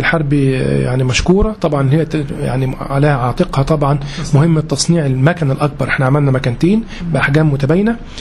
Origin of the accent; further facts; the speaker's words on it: Egypt; فاحنا طبعا عشان المشكلة دي كبيرة جدا عندنا في مصر